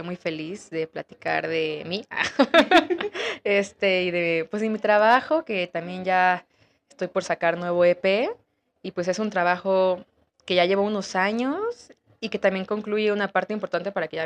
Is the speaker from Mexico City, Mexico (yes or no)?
yes; Mexico City, Mexico; crecí en la Ciudad de México, entonces soy una mezcla de muchas cosas y eso también se ve en mi música.